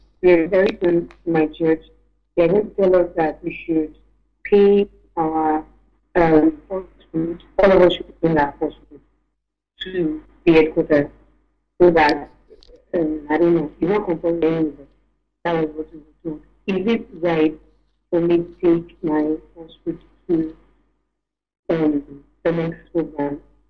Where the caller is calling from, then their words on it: Nigeria; I'm calling from Nigeria.